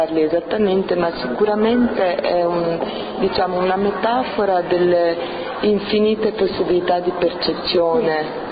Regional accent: Rome, Lazio, Italy; born there; io sono nata a Roma e mio padre è americano di origine scozzese e irlandese

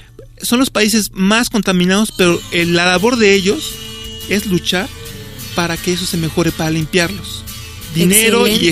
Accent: Mexico; Los mexicanos somos dependientes incluso de las semillas que estamos utilizando.

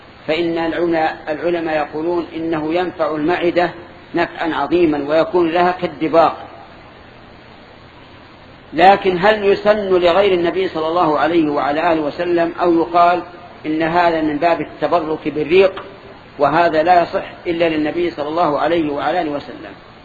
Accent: Saudi Arabia; وأتكلم أنا عن بلادنا السعودية والحمد لله

